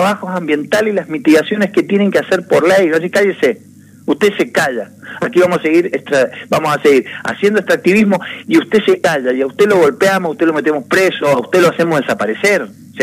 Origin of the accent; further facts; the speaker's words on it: San Carlos, Argentina; En San Carlos, mi pueblo, tenemos 17.000 hectáreas que no se usan.